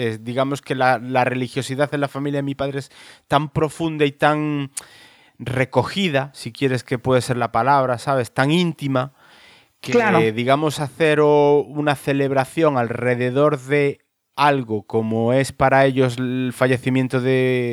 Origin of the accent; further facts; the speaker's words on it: Galicia, Spain; de donde soy yo, en Galicia.